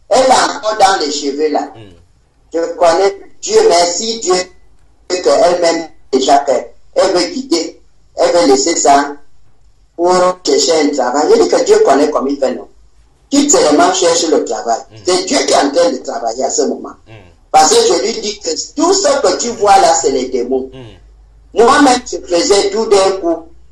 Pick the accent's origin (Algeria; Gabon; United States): Gabon; je suis venu du Gabon